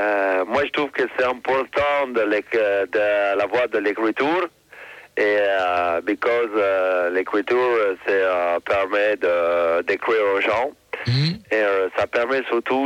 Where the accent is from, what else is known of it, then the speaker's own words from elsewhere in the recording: London, United Kingdom; French is a second language; Alors, je parle un peu français, je suis de Londres